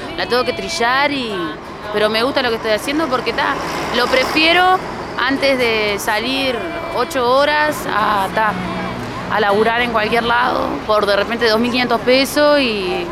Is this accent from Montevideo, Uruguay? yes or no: yes; Montevideo, Uruguay; Soy de Montevideo y estoy acá cantando, soy enfermera.